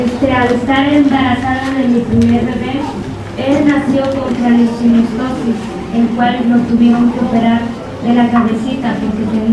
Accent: Carrizalillo, Guerrero, Mexico; vengo de Carrizalillo, Guerrero.

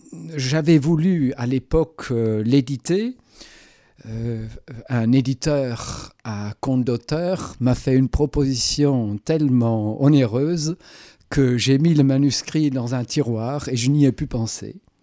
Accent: Germany; French is a second language; tout ce qui m'était arrivé avec des Français ou en France en tant qu'Allemand

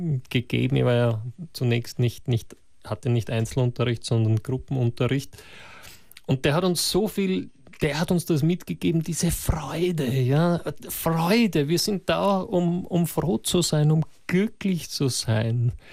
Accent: Russia; Das ist bei uns in Russland die ganze Kindheit lang kann man in Tanzschulen gehen

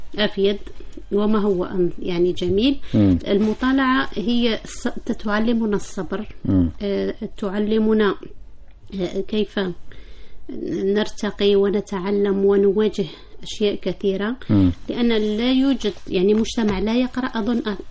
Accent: Sétif, Sétif Province, Algeria; أنا من مدينة سطيف شرق الجزائر

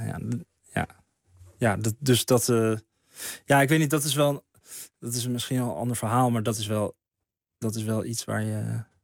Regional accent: Bloemendaal, North Holland, Netherlands; Dus dan zeg ik niet zo snel dat ik uit Bloemendaal kom, denk ik.

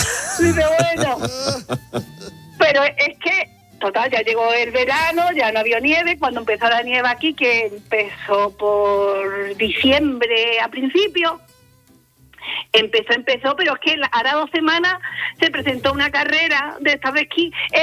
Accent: Ubrique, Andalusia, Spain; moved away as an adult; now in Switzerland; nosotros nos mudamos a Suiza hace 3 años. Ah. Nosotros somos de Ubrique, de secano. Bueno, secano entre comillas.

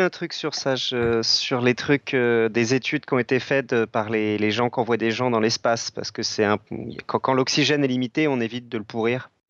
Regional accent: Belgium; Déjà, je suis belge, donc c'est mal parti.

